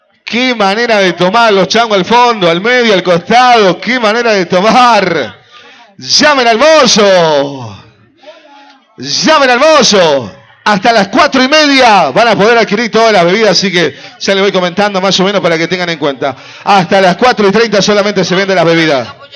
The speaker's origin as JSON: {"language": "Spanish", "region": "Salta", "country": "Argentina", "said": "Calchaquí, qué hermoso, mi Salta. ¡Qué hermoso, mi tierra!"}